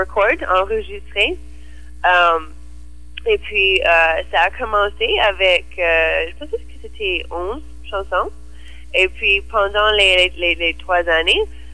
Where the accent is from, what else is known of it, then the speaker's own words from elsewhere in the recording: Toronto, Ontario, Canada; French is a second language; Moi, je viens de Toronto.